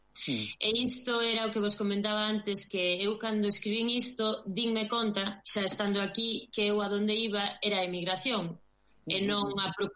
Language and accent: Galician; Vigo, Galicia, Spain; now in Monforte de Lemos, Spain; aínda que son de Vigo, e, bueno, ahora mismo estou vivindo en Monforte de Lemos.